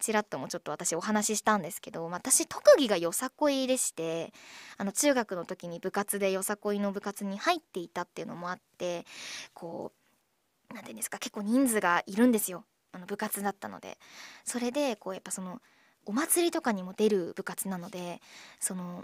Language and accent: Japanese; Miyagi, Japan; 私はね地元宮城県の愛を語りたいなと思います。